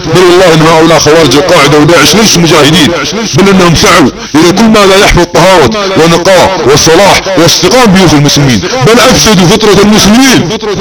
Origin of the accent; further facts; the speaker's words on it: Saudi Arabia; انا سعودي عاقل، عندي كيان ووطن